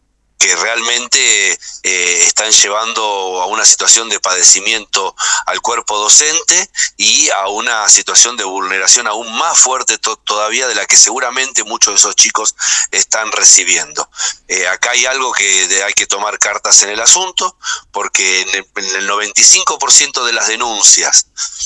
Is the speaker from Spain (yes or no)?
no; Moreno, Buenos Aires Province, Argentina; soy de Moreno, no de Más Corpache.